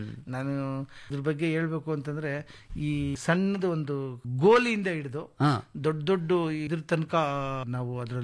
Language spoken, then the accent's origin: Kannada; Yaliyur, Karnataka, India